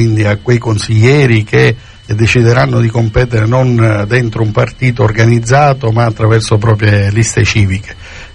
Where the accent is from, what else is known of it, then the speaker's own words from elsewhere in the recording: Palermo, Sicily, Italy; Io personalmente, essendo palermitano e in qualche misura cefalutano di adozione